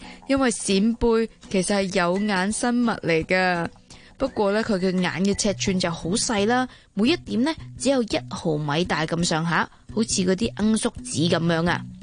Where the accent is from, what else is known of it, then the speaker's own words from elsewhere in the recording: Hong Kong; 带子咧，我哋香港人有时会叫佢做沙插